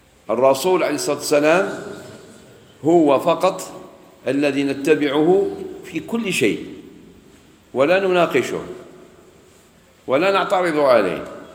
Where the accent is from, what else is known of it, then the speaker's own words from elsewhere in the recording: Algeria; مش غير عندنا في الجزائر